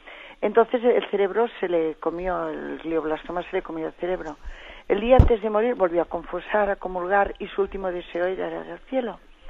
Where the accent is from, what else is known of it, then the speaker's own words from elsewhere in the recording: Catalonia, Spain; en catalán, porque somos catalanes